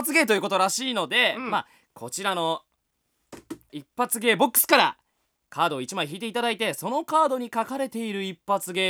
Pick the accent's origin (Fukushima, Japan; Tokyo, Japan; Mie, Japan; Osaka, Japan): Tokyo, Japan; 出身は東京生まれ東京育ちの江戸っ子でございます。